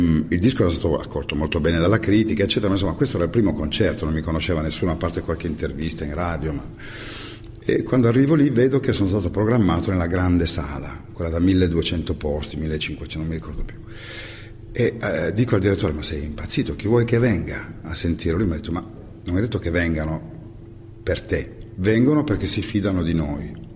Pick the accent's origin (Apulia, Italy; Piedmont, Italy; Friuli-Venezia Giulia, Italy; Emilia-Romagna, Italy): Piedmont, Italy; born there; Sì, però io sono nato in provincia di Cuneo, che ha come unica barriera rispetto al mare le Alpi Marittime